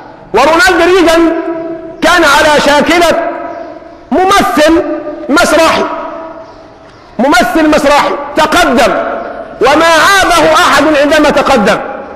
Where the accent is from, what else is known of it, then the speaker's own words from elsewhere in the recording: Egypt; لما قرأت تاريخ الدول وجدت أننا كمصريين نحسن التقليد